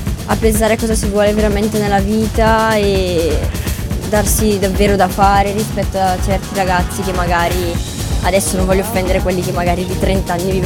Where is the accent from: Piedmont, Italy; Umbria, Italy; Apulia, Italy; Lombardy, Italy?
Lombardy, Italy; Nuvolento; Da Nuvolento.